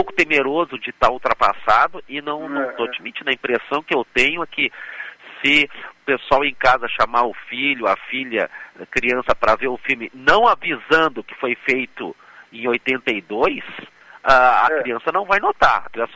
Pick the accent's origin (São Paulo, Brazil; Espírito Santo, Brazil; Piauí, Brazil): Piauí, Brazil; born there; accent: gaúcho; apesar do meu sotaque gaúcho, eu nasci no Piauí. E eu cheguei a ter no Piauí aquele chamado televizinhos.